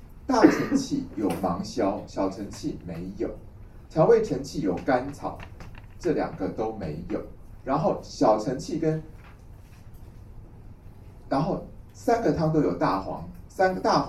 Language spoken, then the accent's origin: Chinese; Taiwan